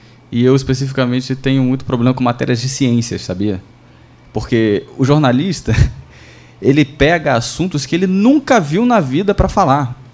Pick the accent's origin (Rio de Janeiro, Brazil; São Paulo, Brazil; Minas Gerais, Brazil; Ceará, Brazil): Rio de Janeiro, Brazil; Mas, assim, gente, eu sou do Rio, então eu já fiz essas matérias de invadir morro, tiroteio.